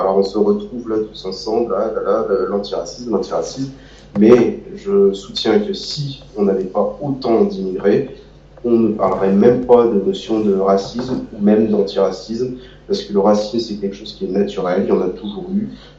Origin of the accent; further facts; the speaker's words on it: Brittany, France; also born or lived in Moscow, Russia; Moi je suis né à Moscou, je suis arrivé en France à 6 ans, j'ai vécu dans des petits villages bretons, des moyennes villes bretonnes. Puis un jour j'ai déménagé sur Rennes